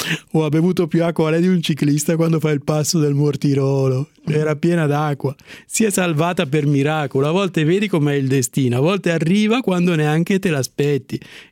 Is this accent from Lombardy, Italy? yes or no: yes; Como, Lombardy, Italy; Buongiorno, sono di Como e sono sì.